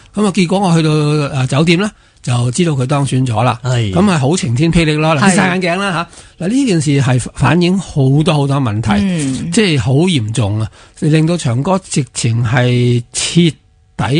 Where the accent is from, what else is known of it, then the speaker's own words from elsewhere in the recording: Hong Kong; 所以而家成日咪话囉，我哋香港人食咁多鲨鱼